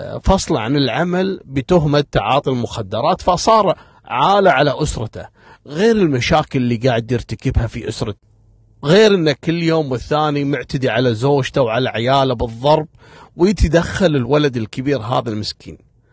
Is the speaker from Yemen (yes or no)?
no; Kuwait; وانتم عارفين منطقة الصليبية من المناطق القديمة عندنا في الكويت ومنطقة شعبية.